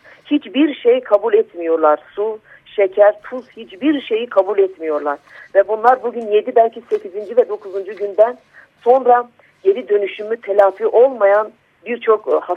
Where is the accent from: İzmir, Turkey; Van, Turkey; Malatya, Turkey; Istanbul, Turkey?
Van, Turkey; ben bir BDP eş başkanı olarak değil, bir Vanlı olarak, bir anne olarak, çocukları olan bir kadın olarak